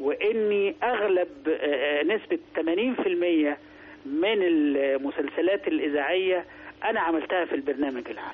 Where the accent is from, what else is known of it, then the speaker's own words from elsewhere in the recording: Sharqia Governorate, Egypt; لا انا حضرتك انا في الاصل قروي.